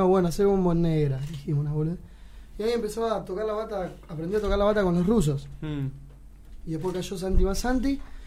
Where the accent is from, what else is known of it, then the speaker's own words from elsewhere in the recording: Zárate, Buenos Aires Province, Argentina; now in Buenos Aires, Argentina; Nosotros somos de Zárate, ¿no? Nos vinimos acá a Buenos Aires a estudiar. Estuvimos un par de años.